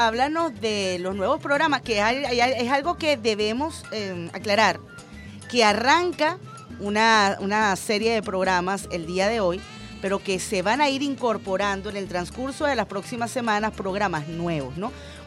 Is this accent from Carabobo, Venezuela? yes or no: no; Caracas, Capital District, Venezuela; nuestro comportamiento, que nos definen como venezolanos, como caraqueños, como latinoamericanos